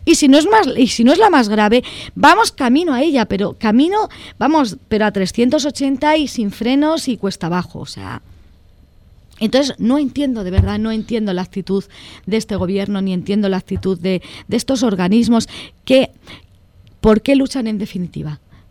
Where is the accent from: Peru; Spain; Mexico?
Spain; Valladolid, Castile and León; en Valladolid, mi tierra natal